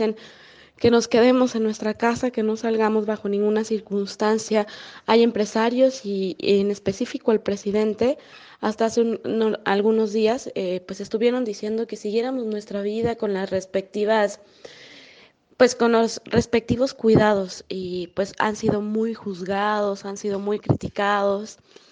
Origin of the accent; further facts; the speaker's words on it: Mexico; now in Querétaro, Mexico; Yo soy de México. Vivo en una ciudad muy pequeña, relativamente pequeña, llamada Querétaro, muy cerca de la Ciudad de México.